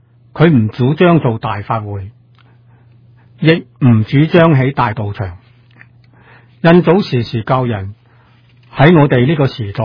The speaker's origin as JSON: {"language": "Cantonese", "country": "China", "said": "我哋中國人古人常講啊，小時候屋企嘅老人又話俾我哋聽"}